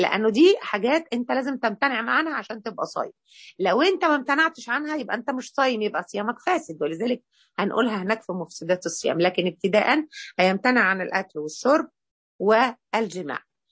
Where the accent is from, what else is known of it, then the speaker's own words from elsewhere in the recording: Egypt; كده منطقة فيها إشكالية عندنا احنا في مصر، مش في كل الدول على فكرة